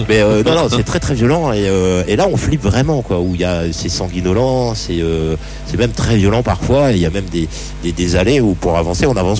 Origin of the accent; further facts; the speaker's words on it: France; moi je suis français, donc j'habite de l'autre côté de la frontière.